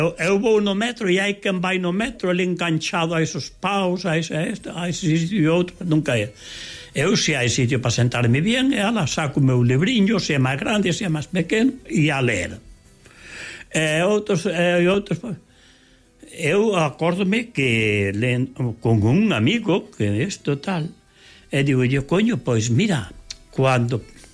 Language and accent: Galician; Galicia, Spain; eu son galego